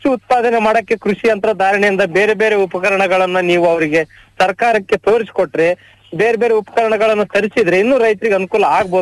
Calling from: Koppal, Karnataka, India; ನಾವು ಕೊಪ್ಪಳದಿಂದ ಸರ್ ಮಾತಾಡ್ತಿರೋದು.

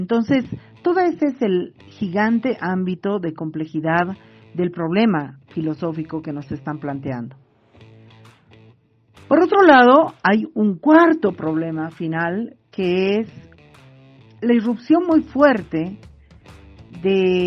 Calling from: Bolivia; de Mujeres Creando y les mando este audio desde Bolivia.

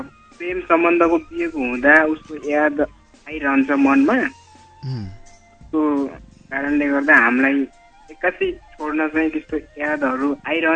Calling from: Dailekh, Karnali Province, Nepal

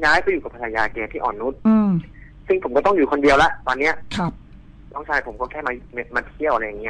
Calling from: Bangkok, Thailand; อยู่ในกรุงเทพกันครับ

